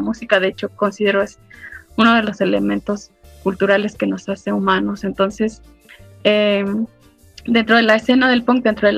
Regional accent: Los Angeles, California, United States; also born or lived in Guadalajara, Mexico; nací en Guadalajara, crecí en Los Ángeles, California, y he estado entre Los Ángeles y la Ciudad de México ya por mucho tiempo.

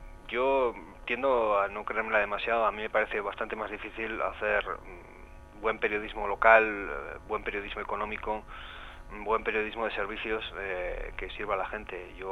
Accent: Artajona, Navarre, Spain; Aunque soy de Artajona, de un pueblo de Navarra, y he crecido toda la vida aquí

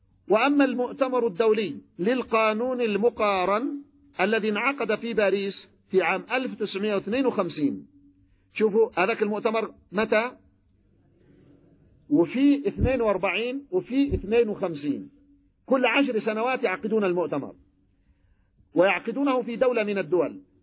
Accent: Yemen; تذكرون المعركة عندنا في اليمن هنا لما كانت المعركة الدستورية

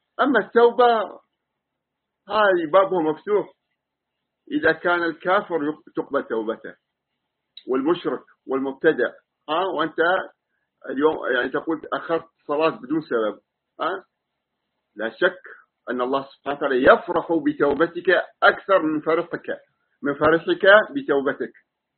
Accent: United Arab Emirates; ونحن من أهل الإمارات

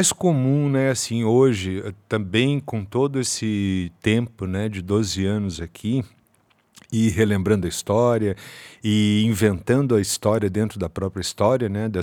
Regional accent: Faxinal, Paraná, Brazil; Quando era criança, em Faxinal, uma cidade do interior do Paraná, eu brinquei por duas vezes em hospitais abandonados

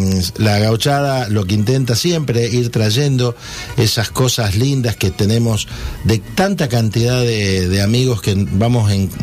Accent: Litoral, Argentina; Y allá por mi pueblo, o por mi tierra, en la zona allí del litoral

